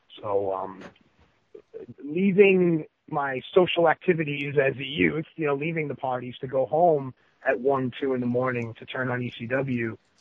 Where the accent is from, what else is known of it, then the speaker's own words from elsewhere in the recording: New York, United States; As an American boy growing up in New York, of course I enjoyed baseball and hockey as well